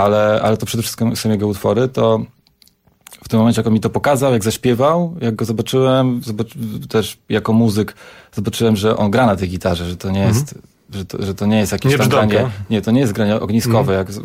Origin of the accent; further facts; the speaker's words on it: Radom, Masovian Voivodeship, Poland; moved away; że to jest aż niewiarygodne, że my się nie poznaliśmy w tym Radomiu. Ale widocznie ja za wcześnie wyjechałem, a z Radomia